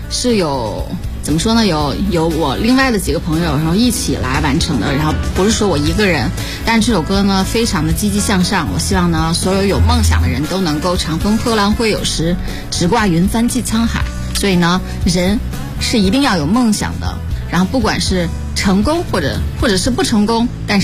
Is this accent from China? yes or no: yes; Lanzhou, Gansu, China; now in Beijing, China; 一场是当时在家乡，因为我是兰州人。